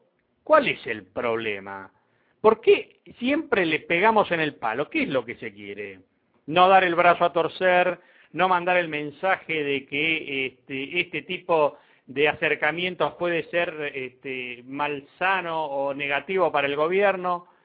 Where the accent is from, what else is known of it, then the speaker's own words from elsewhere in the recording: Argentina; Todos somos argentinos, ¿eh?